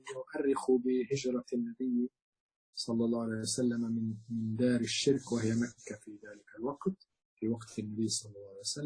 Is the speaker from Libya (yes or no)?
yes; Libya; القذافي عندنا في ليبيا